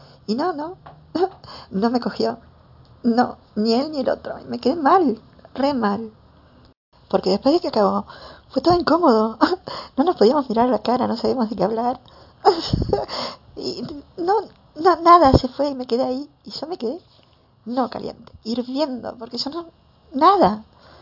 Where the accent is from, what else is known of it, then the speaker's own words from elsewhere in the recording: Argentina; tengo 27 años, soy argentina, vivo en Buenos Aires, sola, soy una chica trans